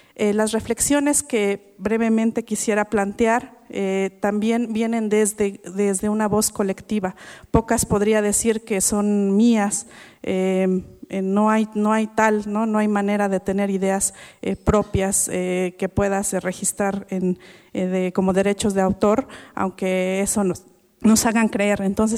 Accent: Oaxaca, Mexico; first language Mixe; Spanish is a second language; en mije, que es la lengua, mi lengua materna, nuestra lengua materna, casi siempre para hablar de sentimientos

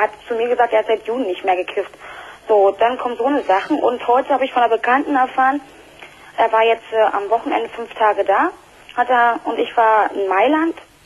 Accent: Berlin, Germany; now in Dortmund, Germany; Ich komme aus Berlin und ich bin vor einem Jahr mit ihm hier runtergezogen nach Dortmund.

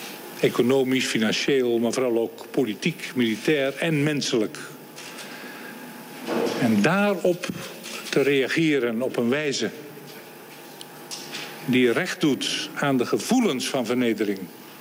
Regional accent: Netherlands; En ik als Nederlander heb het er ook heel moeilijk mee.

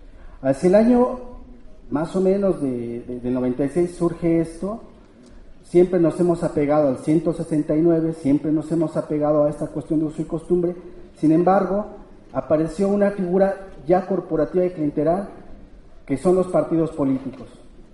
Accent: San Miguel Ajusco, Mexico City, Mexico; vengo de la comunidad de San Miguel y Santo Tomás Ajusco.

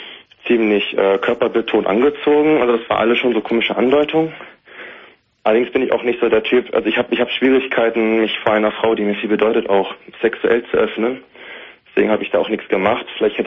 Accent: Hanover, Lower Saxony, Germany; now in Bielefeld, Germany; Ich komme halt eigentlich aus Hannover und bin dann nach Bielefeld gezogen.

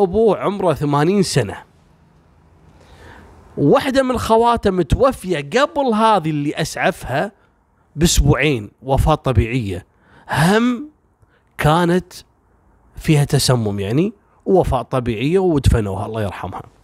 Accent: Kuwait; عندنا في الكويت

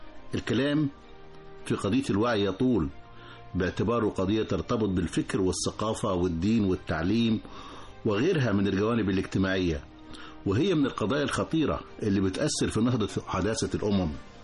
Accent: Egypt; بعض الأمور اللي تهمنا كلنا كمصريين

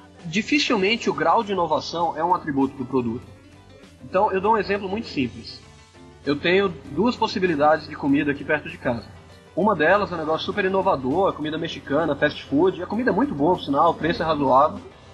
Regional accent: Bahia, Brazil; Sim, eu sou baiano, eu sou preguiçoso por definição.

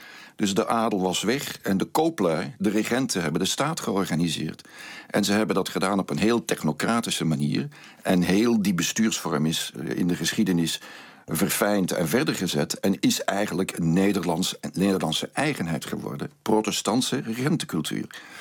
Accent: Belgium; En wij als Belgen zouden veel meer naar Nederland moeten kijken.

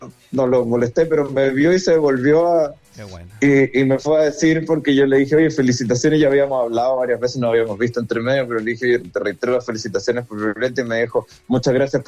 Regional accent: Viña del Mar, Valparaíso, Chile; yo soy de acá, soy de Viña del Mar, trabajado mucho tiempo en Valparaíso

